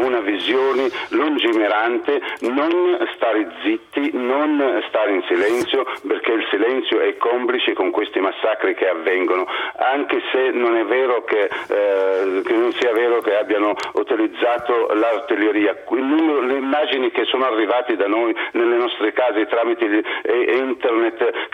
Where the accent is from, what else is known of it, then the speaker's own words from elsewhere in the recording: Benghazi, Cyrenaica, Libya; io sono originario di Bengasi